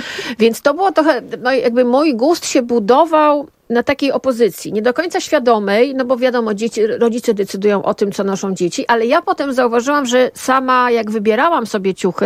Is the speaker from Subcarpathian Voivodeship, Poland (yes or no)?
yes; Subcarpathian Voivodeship, Poland; I w latach 70., kiedy dorastałam, jeździło się na targ do Rzeszowa albo do Przemyśla